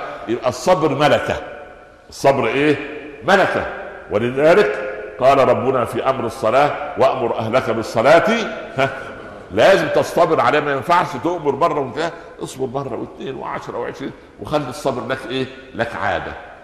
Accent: Egypt; فانا اقول لاحد الشعراء الفكاهيين كان عندنا في مصر

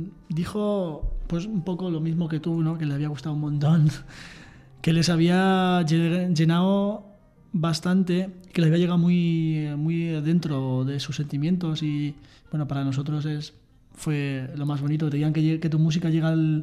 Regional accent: Aldea del Rey, Castilla-La Mancha, Spain; Yo soy de Aldea del Rey.

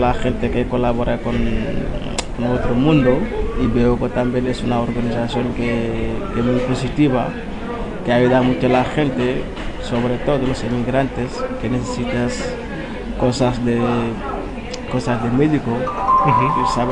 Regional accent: Senegal; now in Spain; Sí, soy de Senegal.

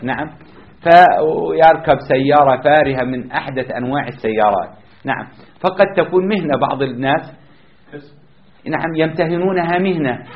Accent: Jordan; حتى عندنا في الأردن تدفع مبلغ من المال شراء القبر

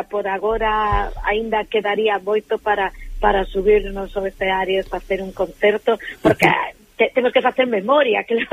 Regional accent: Vigo, Galicia, Spain; E por aquí, son de Vigo, e aquí na zona pois do interior, Pazos de Borbén

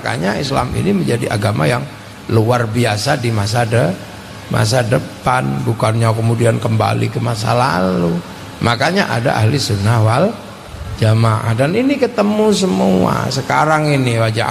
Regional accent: Java, Indonesia; Di kampung saya di Jawa

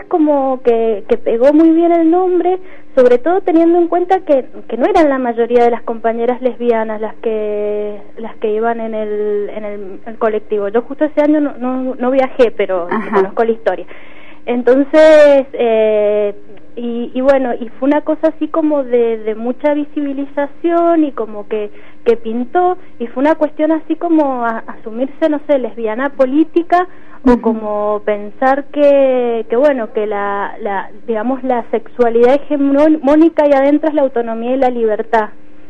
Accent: Mendoza, Argentina; soy de Mendoza

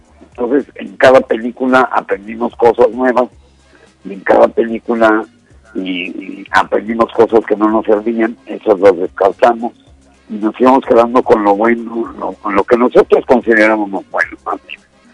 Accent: Mexico; para nosotros estar en el Oscar como mexicanos, bueno, como latinoamericanos que somos todos

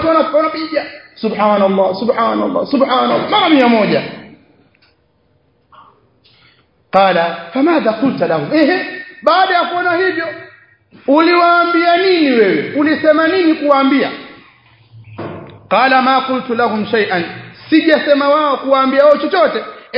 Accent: Tanga, Tanga Region, Tanzania; Mwaikumbuka kule kwetu Tanga inafanywa sana hiyo.

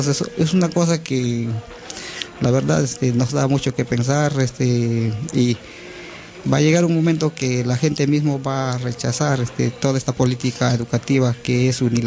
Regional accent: Central Amazon, Peru; está ubicada en la Amazonía Central del Perú, que lo conocen bastante como Selva Central

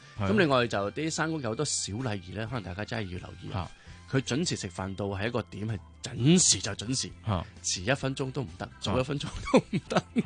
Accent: Hong Kong; 係我係香港嚟噶

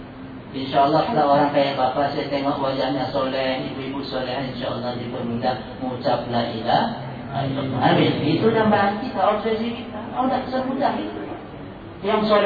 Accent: Medan, North Sumatra, Indonesia; ada cerita ini dari kampung saya, dari Medan

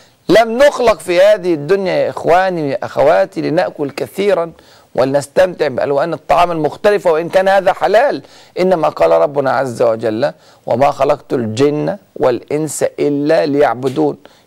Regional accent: Egypt; وإحنا حتى عندنا في مصر بنقول المثل: محدش بينام من غير عشاء.

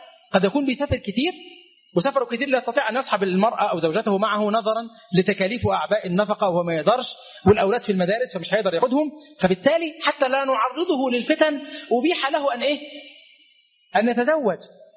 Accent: Egypt

